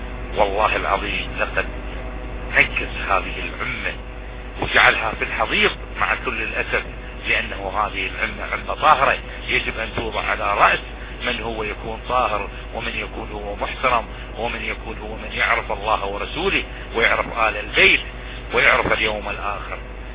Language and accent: Arabic; Iraq; نحن كلنا عراقيين